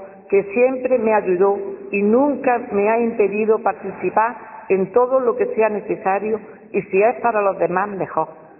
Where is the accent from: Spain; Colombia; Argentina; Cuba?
Spain; Alhama de Granada, Andalusia; la calle Enciso, de donde yo nací y siempre he vivido